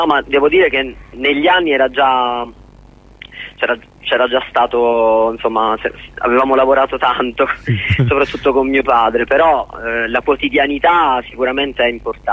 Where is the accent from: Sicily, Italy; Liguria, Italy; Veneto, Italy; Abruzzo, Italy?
Sicily, Italy; Catania; also born or lived in Rome; Di tornare a Catania.